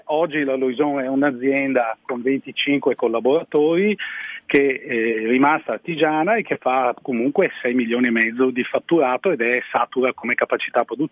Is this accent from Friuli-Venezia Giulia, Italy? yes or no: no; Veneto, Italy; lei sa che nel Veneto noi faccio tutto mio, ecco, siamo un po' presenti